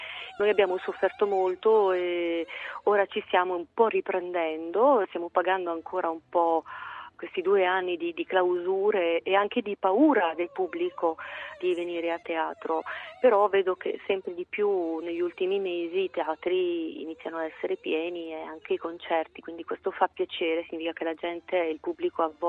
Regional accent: Abruzzo, Italy; La mia estate per la prima volta prevede un bel periodo di vacanza e di studio in Abruzzo, che è la mia terra di origine

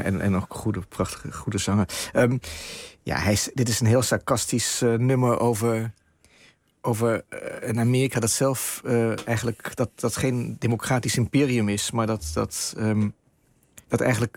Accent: Iraq; Ik denk dat ik daar meer mogelijkheden heb als Irakees dan in Berlijn of in Amsterdam.

